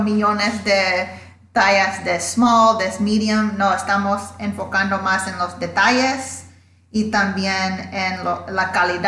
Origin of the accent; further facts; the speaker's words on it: Louisiana, United States; born there; now in New York, United States; Bueno, mi mamá es de Honduras y mi papá es de Panamá. Y nací en Louisiana, pero ahora estoy aquí en Nueva York.